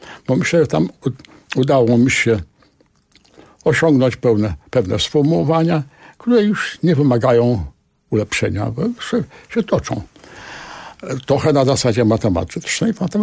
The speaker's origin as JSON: {"language": "Polish", "town": "Warsaw", "region": "Masovian Voivodeship", "country": "Poland", "tie": "born or raised there", "said": "Ja się wychowałem w okolicznościach, kiedy strzelano na ulicy. Byłem świadkiem tego, kiedy w centrum Warszawy odbywała się zagłada warszawskich Żydów."}